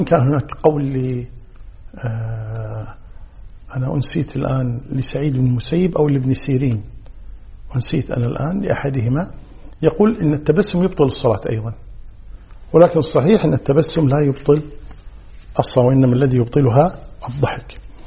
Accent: Kuwait; عندنا في الكويت جنوب غرب

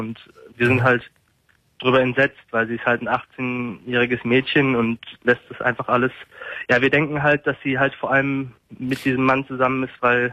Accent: Münster, North Rhine-Westphalia, Germany; Und wir kommen eigentlich aus Münster

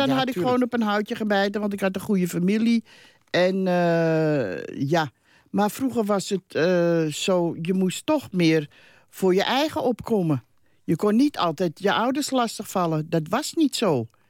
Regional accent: Amsterdam, North Holland, Netherlands; Ik ben een Amsterdamse. Zat ik in die christelijk dorp.

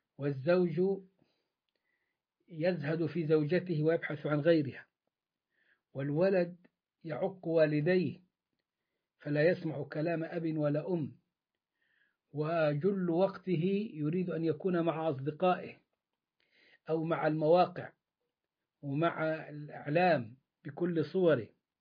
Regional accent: Upper Egypt, Egypt; يعني هو زي ما بيقولوا عندنا في الصعيد تفوا في بق بعض

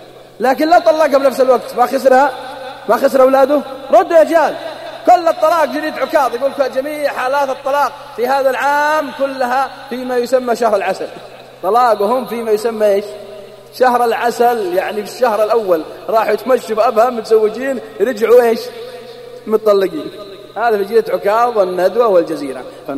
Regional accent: Al-Qassim, Saudi Arabia; بعطيكم شيء متأكد منه عندنا في القصيم

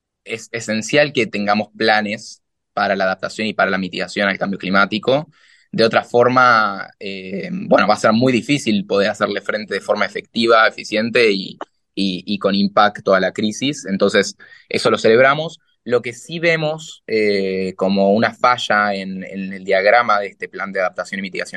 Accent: La Plata, Buenos Aires Province, Argentina; Yo soy de La Plata, el otro día mi ciudad se inundó

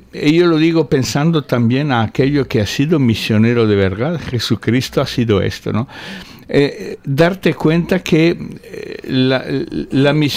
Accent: Italy; Spanish is a second language; now in Spain; Cuando volví a... Yo soy italiano. Cuando volví a Italia por vacaciones

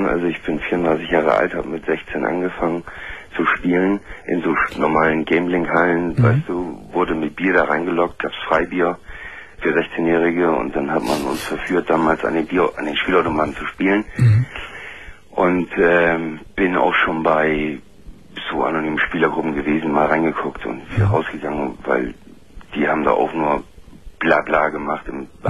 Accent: Northern Germany, Germany; ich komme aus Norddeutschland

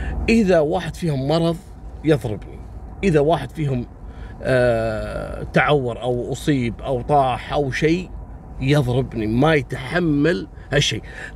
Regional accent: Kuwait; بداية عام 2002 عندنا في الكويت، في امرأة كويتية زوجها ضاربها

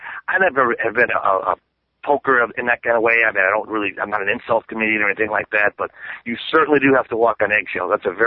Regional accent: Milwaukee, Wisconsin, United States; now in Chicago, United States; I'm from Milwaukee, but I live in Chicago, and it's 90 miles apart.

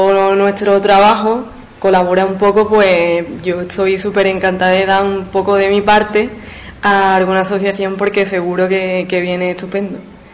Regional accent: Ubrique, Andalusia, Spain; soy de Ubrique y bueno, pues después de una larga estancia de estudio relacionado con el diseño, la moda, la piel

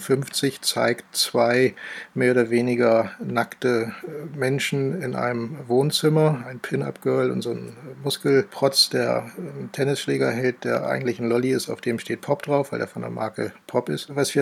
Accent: Hamburg, Germany; groß geworden im Stadtrandgebiet von Hamburg in einer Siedlung, Neubausiedlung, Anfang der 70er Jahre gebaut

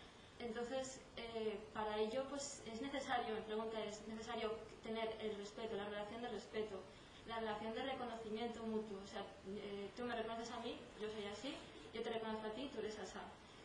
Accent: Mexico; now in Spain; Yo desde que vine de México me vine con la idea también de construir

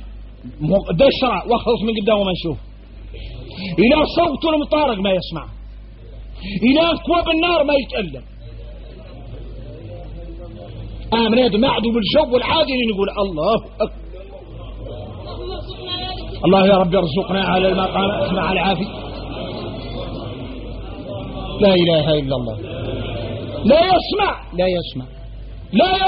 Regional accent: Mauritania; احنا موريتاني

